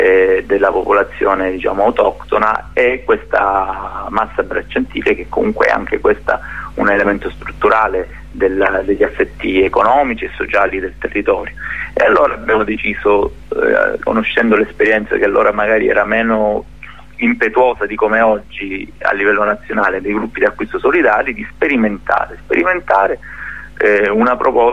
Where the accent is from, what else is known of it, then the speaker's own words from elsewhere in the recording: Nicotera Marina, Calabria, Italy; il mio paesino che è Nicotera Marina c'ha 2000 abitanti